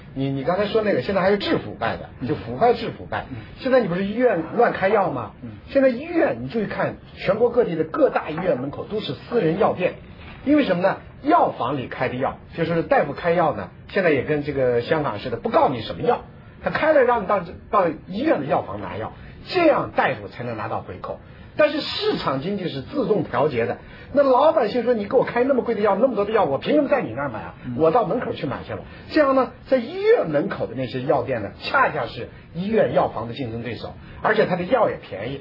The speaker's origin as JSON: {"language": "Chinese", "town": "Taiyuan", "region": "Shanxi", "country": "China", "said": "我太原人。"}